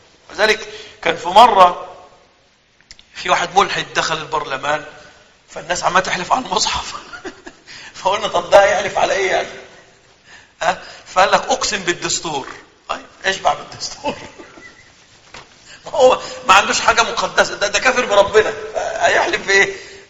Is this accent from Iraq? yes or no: no; Egypt; عندنا في مصر ما أعرفش عنده الكلام ده اسمها قائمة الأساس أو المنقولات